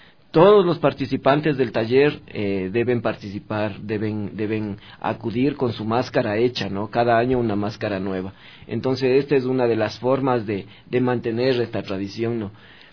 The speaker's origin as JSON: {"language": "Spanish", "town": "Quito", "region": "Pichincha", "country": "Ecuador", "said": "Yo soy quiteño, yo nací en San Roque, a los pies de Xungoloma, de Yavirac, del Panecillo."}